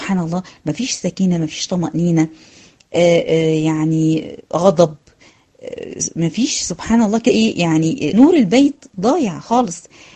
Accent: Egypt; سواء كان بلاد المغرب العربي او عندنا في مصر او في غيرها

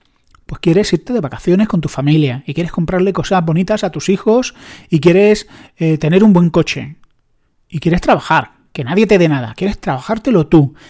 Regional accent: Andalusia, Spain; como es mi querida Andalucía, yo soy andaluz

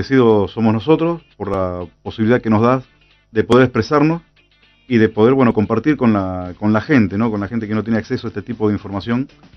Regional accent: Argentina; Pero bueno, somos argentinos y somos así, ¿no?

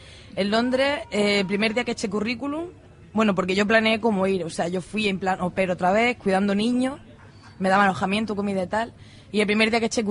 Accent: Andalusia, Spain; Hay que decirlo, que yo soy andaluza.

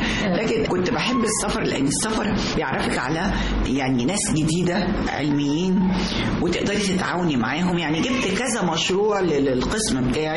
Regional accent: Sharqia Governorate, Egypt; now in Cairo, Egypt; أنا من الشرقية.

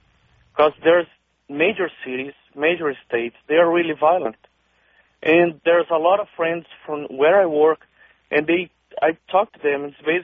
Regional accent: Brazil; English is a second language; Yes, I am from Brazil.

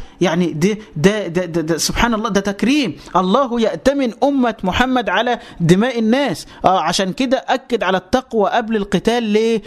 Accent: Egypt; يعني مثلا تعالى عندنا في مصر, إحنا عندنا الغالبية العظمى من المسلمين, وعندنا مجموعة ملايين قليلة من الأقباط من النصارى.

